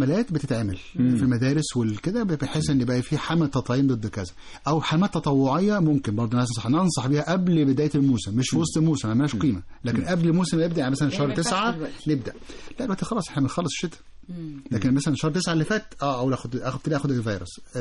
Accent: Egypt; كلمة البرد برضو عندنا في مصر بتنطق على اي واحد مراخيره مسدودة

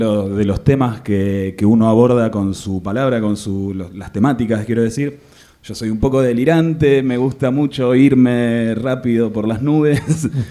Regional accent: Buenos Aires, Argentina; Soy de Buenos Aires. Soy músico, soy escritor.

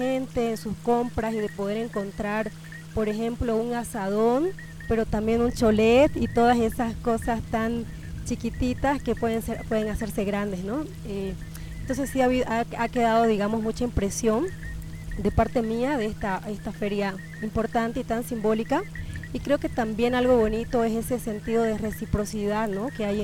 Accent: Santa Cruz, Bolivia; Ustedes saben que yo vivo y soy de Santa Cruz

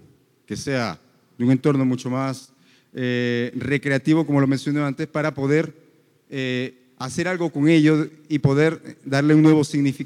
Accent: Peru; now in Medellín, Colombia; yo originalmente soy de Perú. Yo originalmente vengo de una ciudad que es muy similar en sonidos a esta.

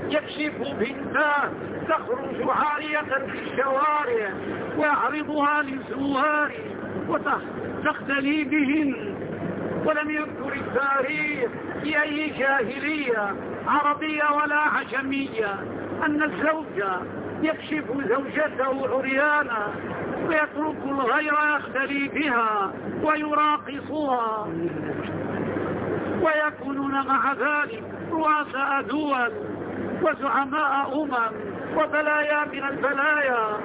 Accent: Morocco; وهذه القصور عندنا في المغرب، ودخلتها ونزلت فيها وأقمت فيها الأسابيع

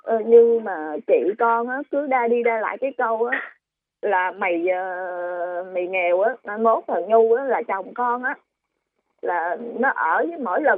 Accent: Northern Vietnam, Vietnam; Dạ con quê người Bắc cô.

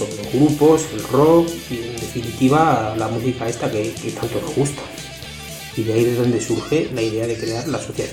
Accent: Villacañas, Castilla-La Mancha, Spain; lo que queremos es recalcar que somos de Villacañas y es nuestro homenaje a nuestro pueblo.

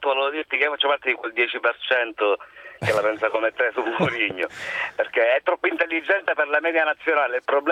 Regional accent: Palermo, Sicily, Italy; visto che sono di Palermo, dalla mia città.

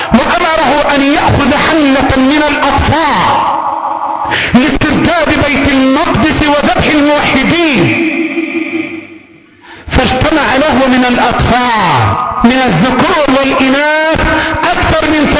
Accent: Egypt; اللهم احفظ بلدنا مصر،

